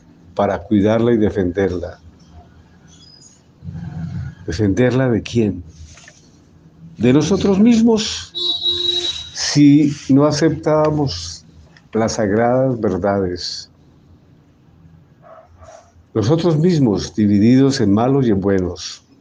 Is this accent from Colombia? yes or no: yes; Colombia; Hablar de mi país, Colombia, como ciudadano, es hablar recordando mi infancia, mi pueblo